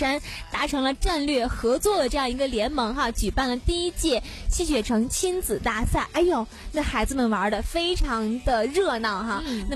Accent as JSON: {"language": "Chinese", "region": "Beijing", "country": "China", "said": "加卤？对，我们北京人不是加卤吗？"}